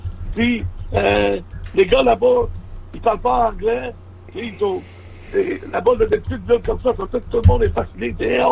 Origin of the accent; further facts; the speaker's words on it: Canada; Et moi je suis Canadien